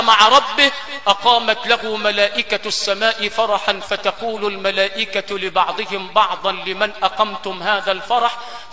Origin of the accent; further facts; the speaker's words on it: Sharqia Governorate, Egypt; في مثل عندنا في الشرقية بيقول لك